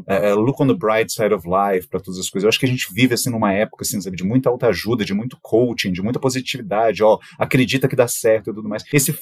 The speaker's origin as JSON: {"language": "Portuguese", "country": "Brazil", "said": "eu acho que é como bom brasileiro, né?"}